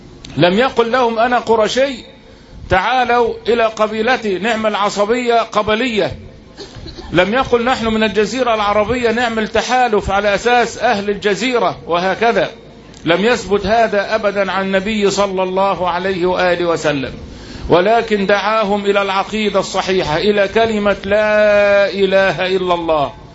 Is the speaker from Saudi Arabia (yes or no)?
no; Egypt; يبقى أنا مصري وإنت مصري صرف النظر عن الدين